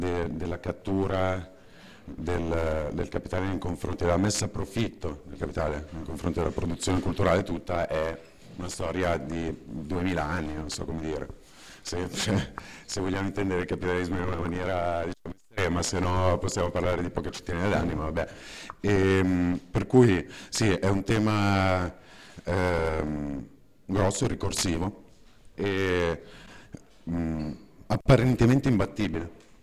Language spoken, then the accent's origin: Italian; Milan, Lombardy, Italy; vengo da Milano